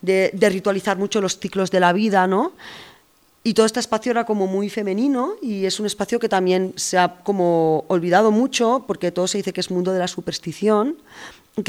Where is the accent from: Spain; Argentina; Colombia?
Spain; Catalonia; que era de Menargens, que está al lado, es un pueblo que está a 9 kilómetros de mi pueblo, ¿no?